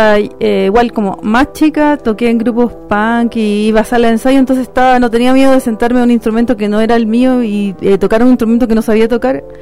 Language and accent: Spanish; Santiago Metropolitan, Chile; yo soy de Gran Avenida.